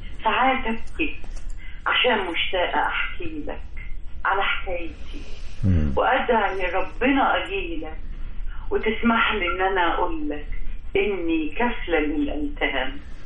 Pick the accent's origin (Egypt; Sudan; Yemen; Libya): Egypt; كل الاحتلالات دخلت مصر اخذت مننا وخرجت، احنا ما خدناش منها